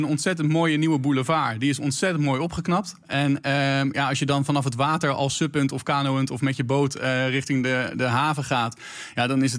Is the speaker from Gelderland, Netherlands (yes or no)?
yes; Harderwijk, Gelderland, Netherlands; Overal waar ik kom, als mensen vragen waar kom je vandaan en je zegt Harderwijk, is de eerste reactie